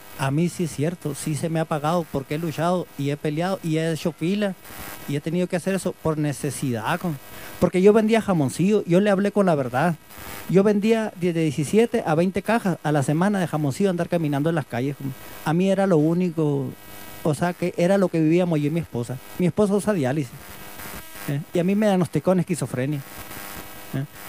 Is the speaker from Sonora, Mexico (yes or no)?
yes; Guadalupe de Ures, Sonora, Mexico; yo soy de Guadalupe de Ures, ¿no? En el rancho San Pedro.